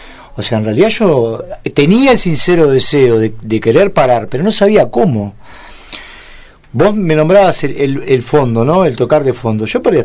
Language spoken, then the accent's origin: Spanish; Montevideo, Uruguay; yo soy era un pibe nacido y criado en Pocito, Montevideo, ¿no? La UNI Julio César, una zona 1 Montevideo, re lindo